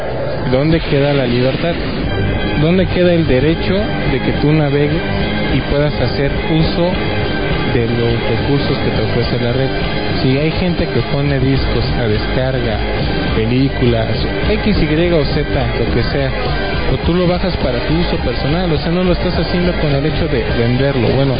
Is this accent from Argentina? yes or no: no; Mexico; Dios mío, para que vean hasta dónde llegamos como mexicanos.